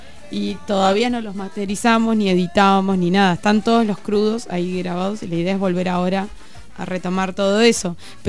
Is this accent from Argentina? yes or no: yes; Chubut, Argentina; como somos de Chubut, nos salió la movida de ir a tocar primero a Trelew